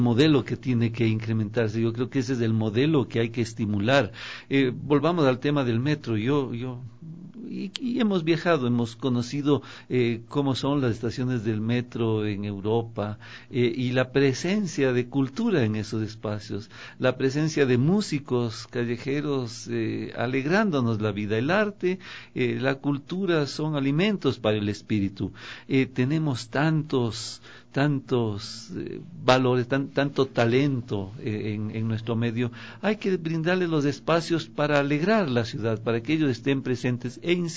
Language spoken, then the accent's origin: Spanish; Ecuador; Yo he visto que tarde o temprano los ecuatorianos, sobre todo los que hemos viajado, nos identificamos como tales